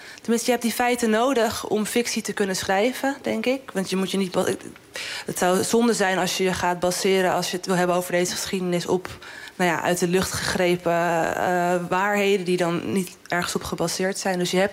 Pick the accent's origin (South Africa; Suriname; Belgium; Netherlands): Netherlands; Amsterdam, North Holland; Want ik ben in Amsterdam-Zuidoost opgegroeid. En dat is heel veel Surinaamse cultuur die je daar vindt.